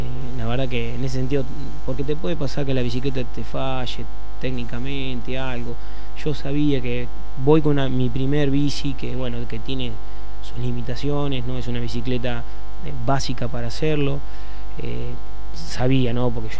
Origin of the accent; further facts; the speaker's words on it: Necochea, Buenos Aires Province, Argentina; now in Saladillo, Argentina; Sí, yo soy de Necochea, ya lo tengo a Saladillo muy incorporado. Hace 10 años que estoy acá, la verdad yo estoy en Azul